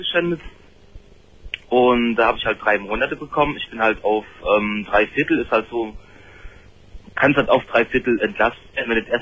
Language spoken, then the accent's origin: German; East Germany, Germany; Ich komme, wie gesagt, aus der DDR.